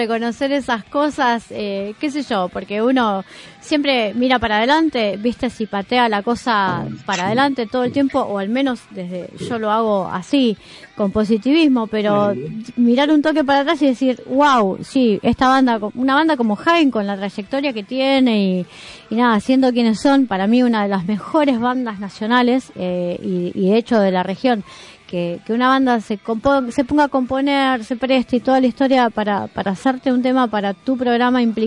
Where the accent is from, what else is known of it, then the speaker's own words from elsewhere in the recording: Banfield, Buenos Aires Province, Argentina; now in Buenos Aires, Argentina; los que somos de la zona sur, yo vengo de Banfield, a pesar de vivir en Capital hace muchos años